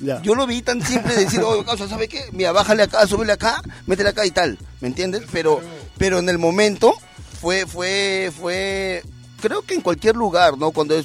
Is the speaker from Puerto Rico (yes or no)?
no; Peru; somos la mayoría peruanos